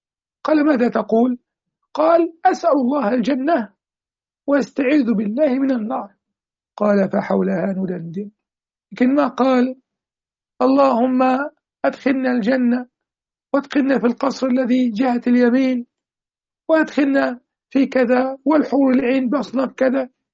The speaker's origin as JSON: {"language": "Arabic", "country": "Egypt", "said": "في بلاد المغرب العربي وفي بلادنا مصر"}